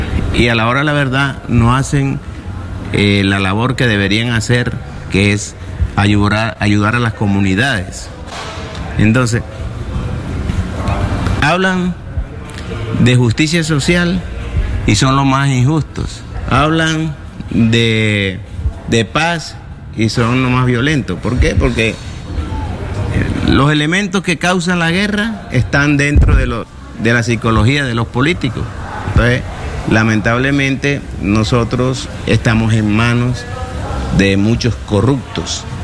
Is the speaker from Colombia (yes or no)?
yes; Colombia; Hay dificultades lamentables en mi país en este momento. Pero yo espero que se subsanen lo más pronto posible, porque los colombianos somos gente de alegría.